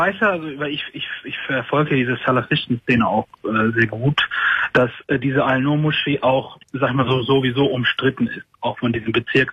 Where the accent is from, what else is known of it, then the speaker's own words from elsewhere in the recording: Germany; ich bin Deutscher, ich habe eine deutsche Mutter und ich sehe auch deutsch aus. Ich habe zwar nur einen anderen Glauben, aber ich fühle mich als Deutscher.